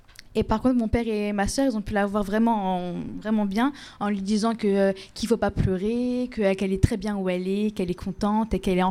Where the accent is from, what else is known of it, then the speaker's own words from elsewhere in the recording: Colombia; moi, puisque moi, je viens de Colombie, et chez nous, quand une personne est morte, la personne, elle peut nous voir une fois dans sa vie.